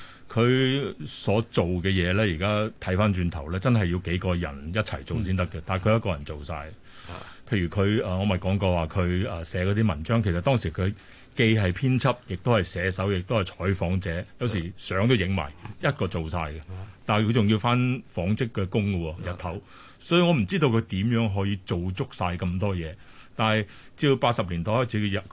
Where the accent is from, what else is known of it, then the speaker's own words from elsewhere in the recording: Macau; 因為他對澳門咁熟，譬如松山啊嗰啲，我都是細個嗰度長大